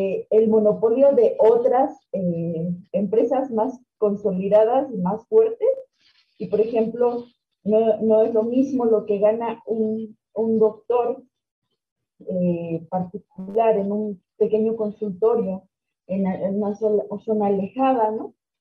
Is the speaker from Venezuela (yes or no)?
no; Mexico; en mi país, hemos visto crisis tras crisis tras crisis tras crisis y no hemos salido y no hemos conocido otra cosa más que crisis. Entonces, y neoliberalismo, porque desde los 80s y 90s en México se ha instaurado una idea